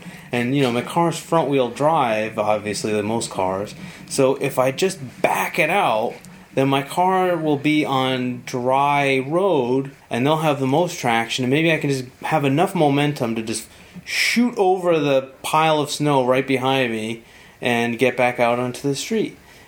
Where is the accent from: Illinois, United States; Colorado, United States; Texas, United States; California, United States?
Colorado, United States; Growing up in Colorado, I'd rather run in snow than rain.